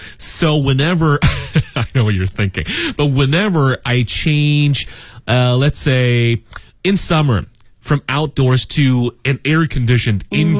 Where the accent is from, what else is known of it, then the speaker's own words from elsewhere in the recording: Beijing, China; I grew up here in Beijing for, well, I have to say almost 40 years now.